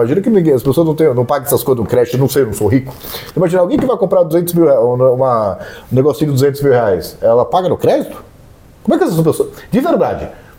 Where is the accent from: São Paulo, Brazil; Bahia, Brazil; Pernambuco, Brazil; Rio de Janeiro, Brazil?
Rio de Janeiro, Brazil; Eu sou da Baixada. E na Baixada é normal você andar de bermuda e casaco, né?